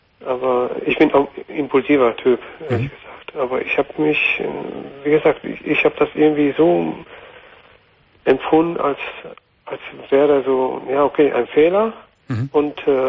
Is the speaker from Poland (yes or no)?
yes; Poland; German is a second language; Ich bin aus Lande, wo christlich, also aus Polen.